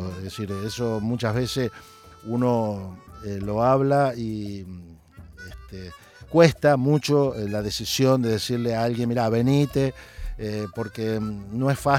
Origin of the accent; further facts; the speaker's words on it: Santa Fe, Argentina; Para nosotros es porteña, nosotros somos de Santa Fe, y le decimos porteño a los nacidos en Capital Federal.